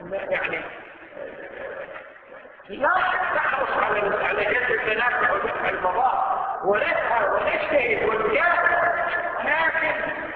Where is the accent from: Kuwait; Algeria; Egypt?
Kuwait; شوف أي مستشفى عندنا في الكويت